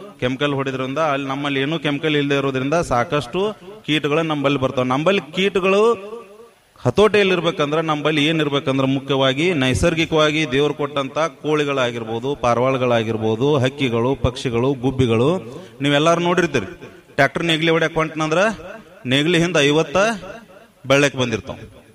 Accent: Managuli, Karnataka, India; ಸ್ವಂತ ಊರು ಇಲ್ಲೇ ಮಣಗುಳಿ.

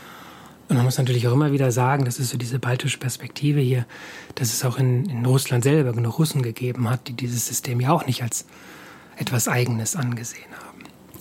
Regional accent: Hamburg, Germany; now in Estonia; ich komme aus Hamburg, in Hamburg leben ja sehr viel mehr Menschen als hier in ganz Estland, ne?

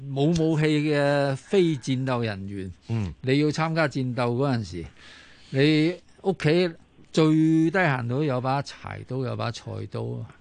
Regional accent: China; 作为中国人啊

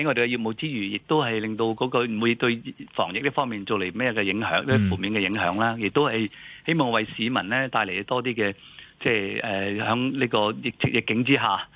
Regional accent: Hong Kong; 我香港人出游嘅意欲好強嘅

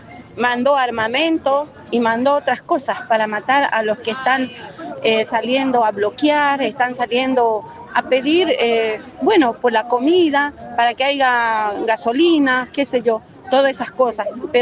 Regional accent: Bolivia; now in Argentina; soy boliviana, vivo años acá.

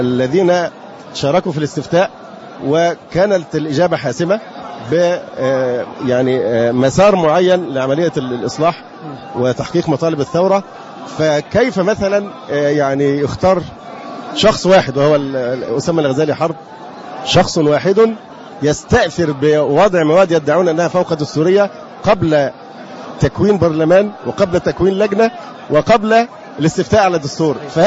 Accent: Egypt; أولا أنا مواطن مصري من حقي أن أتي

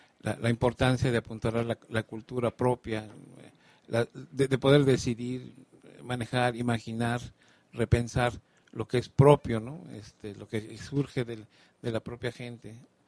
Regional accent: Morelos, Mexico; Me siento bien privilegiado de haber venido a Morelos, es mi tierra, mi casa

